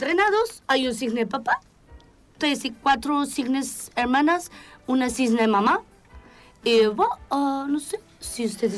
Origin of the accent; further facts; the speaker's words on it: Ronchamp, Bourgogne-Franche-Comté, France; born there; Spanish is a second language; No, yo nací en Ronchamps, pero no voy a hablar de mí.